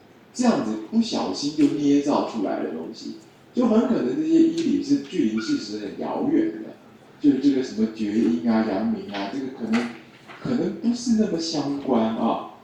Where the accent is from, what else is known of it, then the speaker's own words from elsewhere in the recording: China; 虽然到了明朝，我们中国人发现土茯苓可以治疗梅毒了